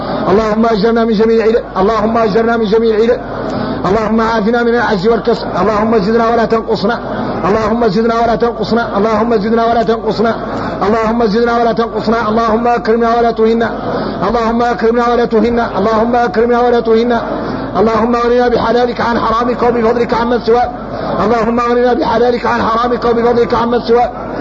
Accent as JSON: {"language": "Arabic", "country": "Mauritania", "said": "احنا موريتاني بينا كبر احنا موريتاني بينا كبر"}